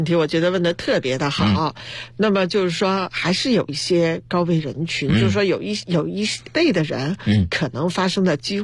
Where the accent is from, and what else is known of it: China